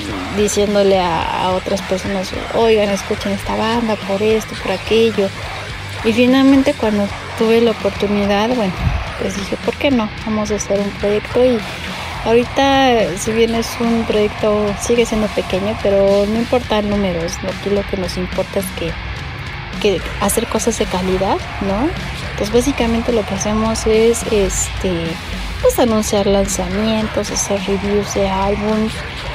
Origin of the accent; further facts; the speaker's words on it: Mexico City, Mexico; yo soy mexicana, vivo en Ciudad de México